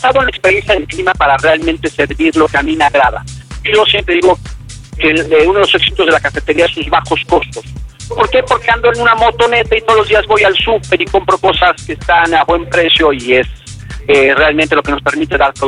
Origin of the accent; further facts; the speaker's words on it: Mexico City, Mexico; inquieto, pintor, fotógrafo, diseñador, bailarín, cha-cha-cha, y charrechero como buen chilango.